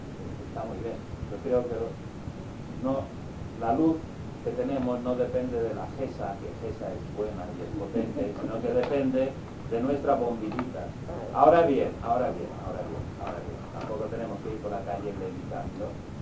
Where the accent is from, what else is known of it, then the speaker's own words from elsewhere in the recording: Balearic Islands, Spain; Soy tan mallorquín que no creo que la espiritualidad tenga mucho que ver.